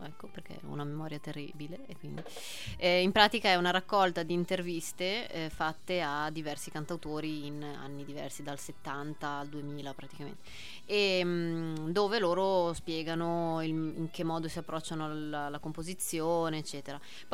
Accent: Genoa, Liguria, Italy; moved away; io sono di Genova, me ne sono andata da Genova per seguire la musica

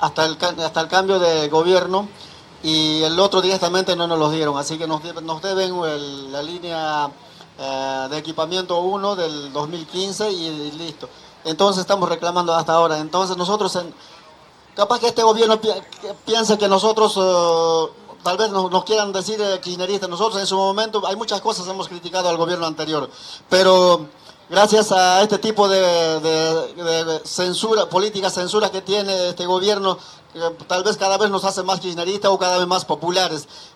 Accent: Bolivia; now in La Plata, Argentina; desde que venimos de Bolivia nosotros no tuvimos ninguna radio en la ciudad de La Plata

